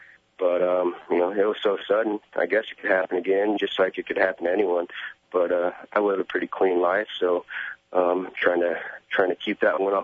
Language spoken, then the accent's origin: English; Napa Valley, California, United States; You know, I'm from Napa Valley, Sonoma County, the wine country.